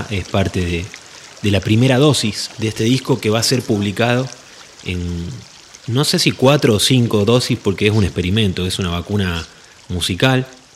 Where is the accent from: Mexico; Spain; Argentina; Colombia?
Argentina; Santa Fe; now in Traslasierra, Argentina; vengo de Santa Fe. Estoy viviendo hace ya unos 3 años acá en el Valle de Tras la Sierra